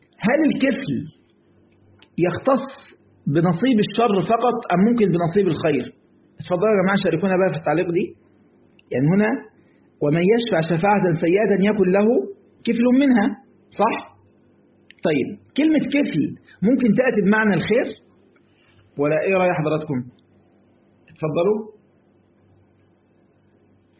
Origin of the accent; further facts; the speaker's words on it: Egypt; ما انا برضو مصري يعني برضو عارف اجود